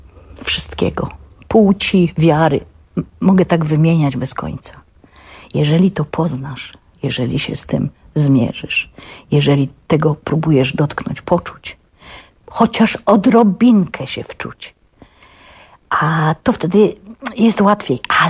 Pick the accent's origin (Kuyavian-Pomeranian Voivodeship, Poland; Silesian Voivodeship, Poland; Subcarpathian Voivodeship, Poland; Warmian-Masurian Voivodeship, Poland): Silesian Voivodeship, Poland; Świętochłowice; się urodziłam w tych Świętochłowicach, mieszkam na tych Lipinach, gdzie 90%, a może nawet 100% dzieci było takich jak ja.